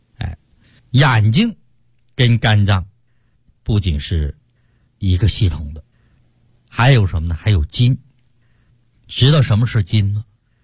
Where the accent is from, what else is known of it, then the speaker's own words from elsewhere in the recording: China; 我们不能说西方医学不好啊，但也不能说我们中国的中医学不科学